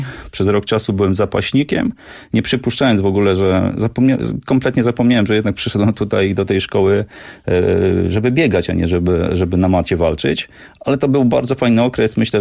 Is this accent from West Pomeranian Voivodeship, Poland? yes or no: yes; Lubiatowo, West Pomeranian Voivodeship, Poland; now in Warsaw, Poland; Ja pochodzę z Lubiatowa, to taka mała miejscowość pod Szczecinem